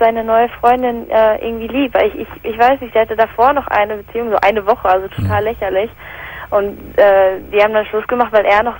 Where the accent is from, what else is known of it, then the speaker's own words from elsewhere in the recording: England, United Kingdom; Also ich komme ursprünglich aus England